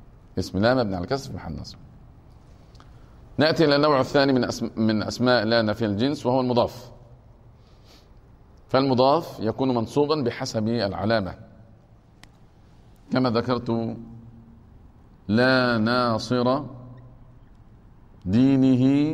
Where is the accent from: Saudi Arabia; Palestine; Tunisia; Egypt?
Egypt; يعني عندنا في مصر الفصل الدراسي قد يتجاوز 50 طفلا في المرحلة الابتدائية